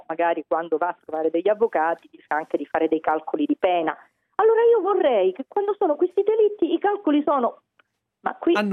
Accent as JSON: {"language": "Italian", "town": "Palermo", "region": "Sicily", "country": "Italy", "said": "Io sono sempre stata tifosa, perché essendo palermitana"}